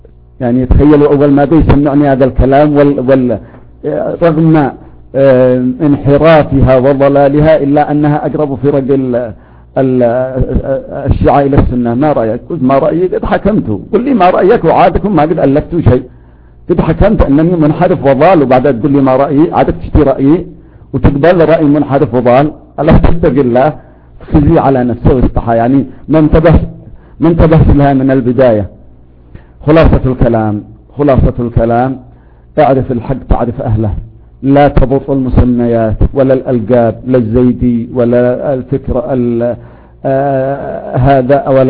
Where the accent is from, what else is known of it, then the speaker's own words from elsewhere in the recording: Yemen; يمكنكم تعرفوا المصطلح عندنا في اليمن،